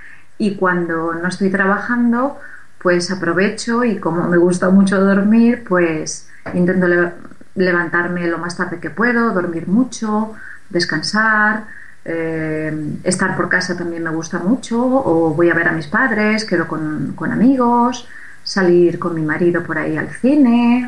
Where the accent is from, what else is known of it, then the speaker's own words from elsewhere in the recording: Sagunto, Valencian Community, Spain; born there; donde yo nací, como bien habéis leído antes, en Puerto de Sagunto